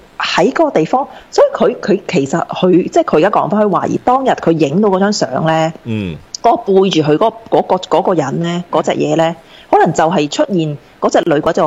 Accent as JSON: {"language": "Cantonese", "country": "Taiwan", "said": "我話係啦，我台灣人實叫人去拜拜喎"}